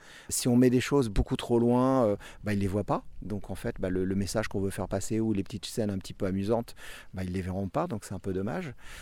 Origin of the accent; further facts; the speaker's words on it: Hauts-de-France, France; Bonjour, alors … je viens de l'Oise.